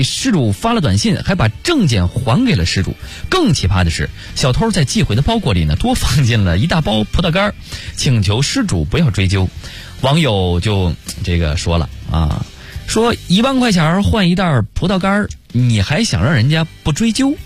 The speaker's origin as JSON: {"language": "Chinese", "town": "Baoding", "region": "Hebei", "country": "China", "said": "对，你比如说我是保定人嘛"}